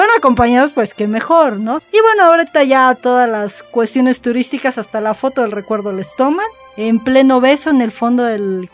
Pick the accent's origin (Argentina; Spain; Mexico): Mexico; nosotros hemos ido aprendiendo también como mexicanos